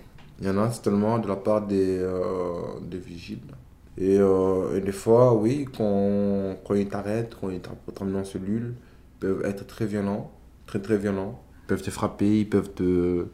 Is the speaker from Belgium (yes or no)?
yes; Belgium; j'ai ma fille en Belgique, j'ai des amis en Belgique, j'arrive ici jeune, j'ai fait mes études primaires et secondaires, et donc le seul pays que je connais le mieux, c'est la Belgique, et pour moi, je suis belge.